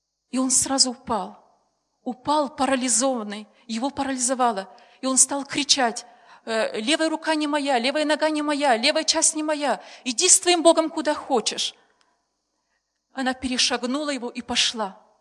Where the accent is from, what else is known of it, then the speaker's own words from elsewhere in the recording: Moldova; У нас в семье 9 детей. Я сама родом из Молдавии.